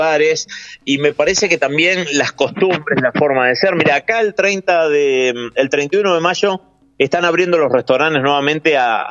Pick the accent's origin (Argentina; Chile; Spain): Argentina; obviamente con la curiosidad de como argentino, ¿no?